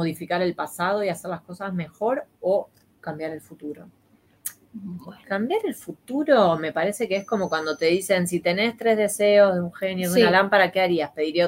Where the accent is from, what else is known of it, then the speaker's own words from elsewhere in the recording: Argentina; now in Spain; En mi país era mermelada, no era nocilla. Creo que no sabíamos lo que era la nocilla, evidentemente